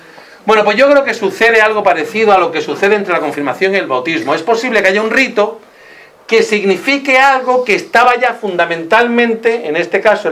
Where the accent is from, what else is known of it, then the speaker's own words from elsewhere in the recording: La Zubia, Andalusia, Spain; Hipona sería como la Zubia, que es mi pueblo.